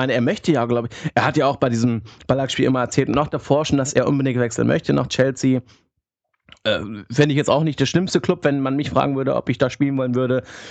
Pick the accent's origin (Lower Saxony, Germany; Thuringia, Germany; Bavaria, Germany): Lower Saxony, Germany; Hanover; Ich als Hannoveraner würde mir, glaube ich, schon wünschen, dass der Junge nach Hannover kommt